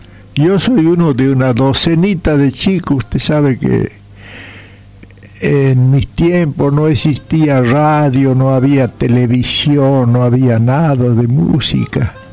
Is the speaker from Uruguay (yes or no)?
no; Santiago del Estero, Argentina; me traslado a mi terruño, donde tuve la suerte de nacer, de criarme, allá sobre la barranca del río Dulce